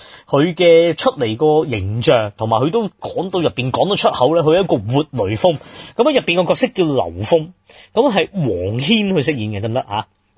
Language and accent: Cantonese; Hong Kong; 咁當然我哋香港人會覺得好匪夷所思啊